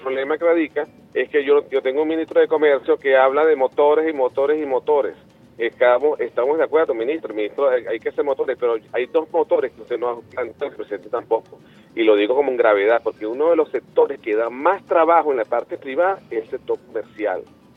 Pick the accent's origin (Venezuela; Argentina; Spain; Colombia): Venezuela; se lo digo como venezolano, como chavista